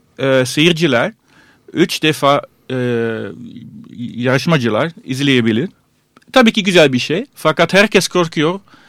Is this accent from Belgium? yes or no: yes; Antwerp, Flanders, Belgium; Turkish is a second language; bir benim memleketim Antwerp'ten bir şarkıcı.